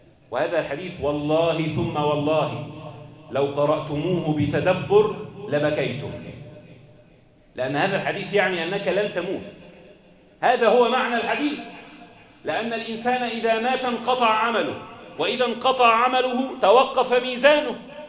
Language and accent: Arabic; Egypt; واحفظ بلدنا مصر واجعلها آمنة مطمئنة وسائر بلاد